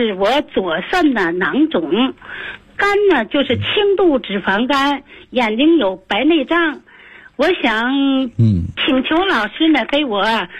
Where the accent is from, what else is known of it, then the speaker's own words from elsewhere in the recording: Tianjin, China; 我来自天津河东区，今年71岁。